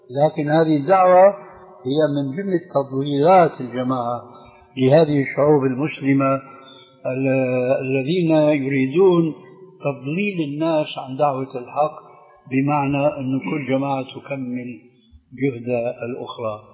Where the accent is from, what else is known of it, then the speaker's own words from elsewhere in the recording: Syria; عندنا في سوريا